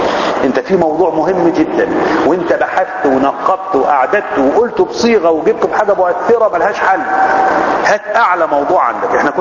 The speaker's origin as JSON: {"language": "Arabic", "town": "Zagazig", "region": "Sharqia Governorate", "country": "Egypt", "said": "ان احنا كل مجموعة في البلد عندنا في الزقازيق"}